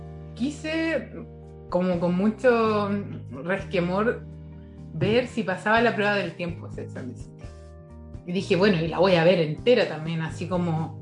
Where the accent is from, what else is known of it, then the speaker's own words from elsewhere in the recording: Puerto Varas, Los Lagos, Chile; yo de niña tuve cable, porque en Puerto Varas, si no tenías cable no podías ver tele.